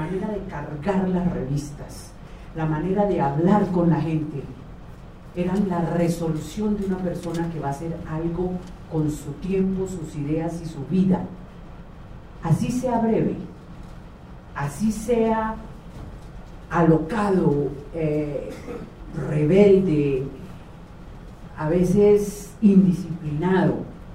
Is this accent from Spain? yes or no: no; Valle del Cauca, Colombia; also born or lived in Bogotá; aunque soy vallecaucana, he vivido la mayor parte de mi vida en Bogotá, o siempre.